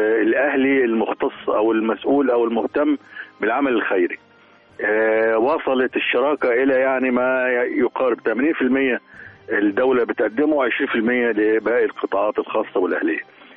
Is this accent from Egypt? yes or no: yes; Upper Egypt, Egypt; عندنا في الصعيد محافظات واخده نصيب الاسد